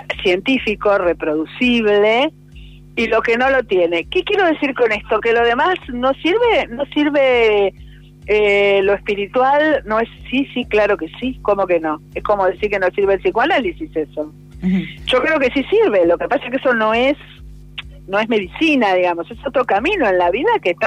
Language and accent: Spanish; Basque Country, Spain; Yo creo en esas cosas, soy vasca. No, en serio, soy vasca.